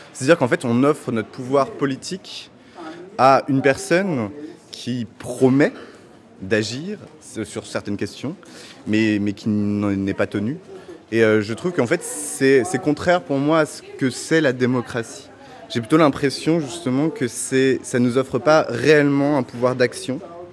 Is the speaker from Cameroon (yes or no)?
no; France; now in Belgium; Moi personnellement, je suis français. Je ne sais pas si je peux voter en Belgique.